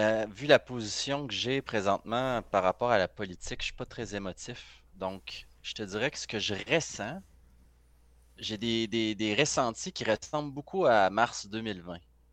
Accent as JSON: {"language": "French", "country": "Canada", "said": "une majorité supporte de s'appauvrir en tant que Canadien"}